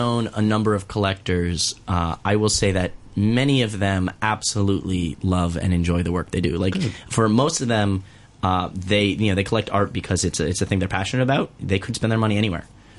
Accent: Miami, Florida, United States; And growing up in Miami, that's not the world I lived in. You know, honestly, as a local to Miami, Miami Beach is inconvenient.

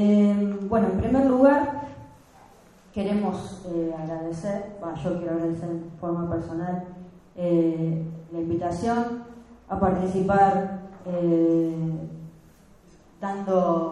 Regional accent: Rosario, Santa Fe, Argentina; En Rosario, o sea, somos rosarinas, tortas rosarinas.

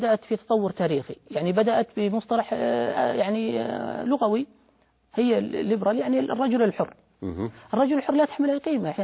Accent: Saudi Arabia; يعني بمعنى عندنا في السعودية الآن يقول أنه ليبرالي

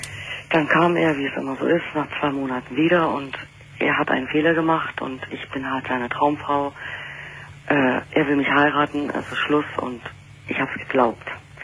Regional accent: Berlin, Germany; ich bin ja Berlinerin

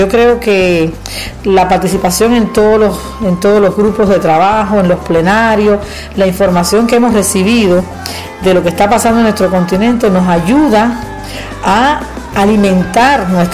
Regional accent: Cuba; soy cubana y estoy aquí representando

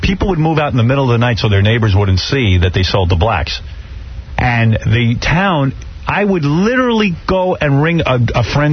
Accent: Roosevelt, New York, United States; I grew up in Roosevelt.

